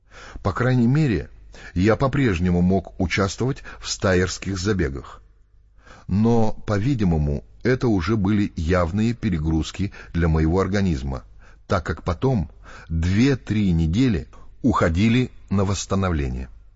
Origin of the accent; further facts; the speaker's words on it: Moscow, Russia; born there; Я родился в Москве, в семье профессора японского языка.